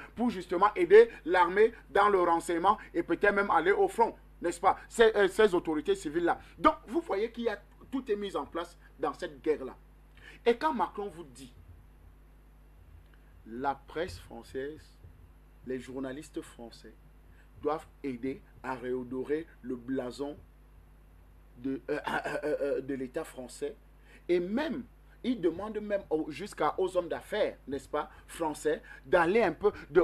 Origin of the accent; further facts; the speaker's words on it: Cameroon; La preuve en est, allez chez moi au Cameroun, vous allez trouver que la France a fait un pont sur un pont